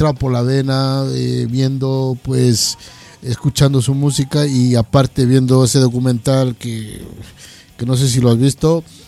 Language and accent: Spanish; Loja, Ecuador; Te voy a hablar desde la ciudad de donde yo vengo, que es Loja.